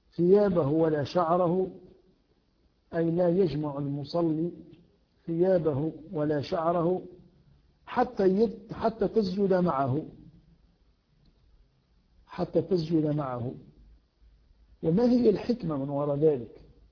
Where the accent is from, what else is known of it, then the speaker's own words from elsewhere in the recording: Tunisia; علينا أن لا نتبع هذا العرف في بلدنا تونس